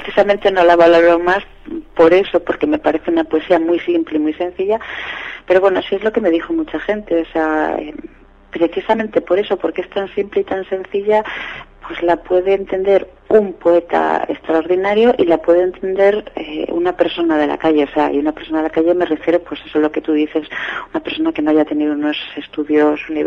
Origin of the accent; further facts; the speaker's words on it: Seares, Asturias, Spain; born there; donde yo nací es una aldea muy chiquitita, o sea, no hay ni siquiera biblioteca. Es una aldea, bueno, como creo que nos van a oír desde Asturias, es una aldea, se llama Seares, pertenece al concejo de Castropol, y es, o sea, una aldea muy chiquitita.